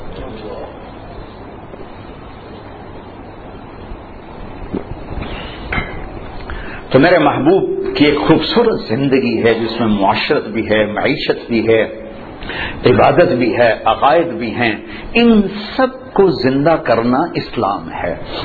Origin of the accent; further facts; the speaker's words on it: Punjab, Pakistan; میں چونکہ پنجاب کا ہوں، دیہات کا ہوں،